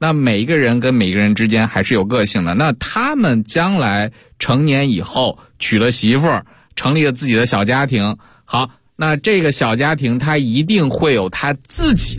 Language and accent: Chinese; Beijing, China; 那如果说我们北京人去了云南或者去了四川